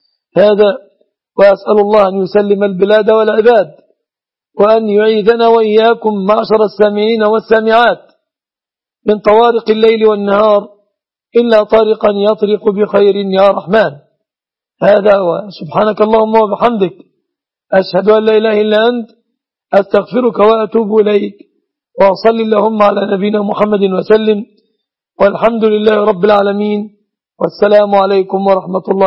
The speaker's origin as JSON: {"language": "Arabic", "country": "Egypt"}